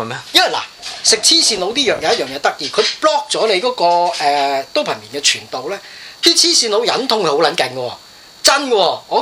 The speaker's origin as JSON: {"language": "Cantonese", "country": "Hong Kong", "said": "我哋香港人嘅政治教育已經少。"}